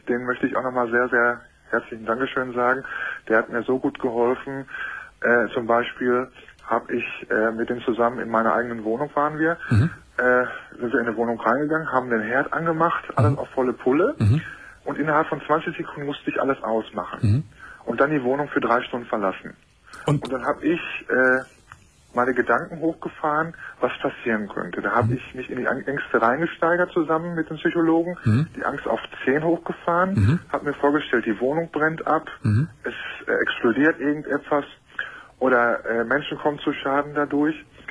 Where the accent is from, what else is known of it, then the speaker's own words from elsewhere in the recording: Hamm, North Rhine-Westphalia, Germany; Und ich komme aus Hamm, Westfalen.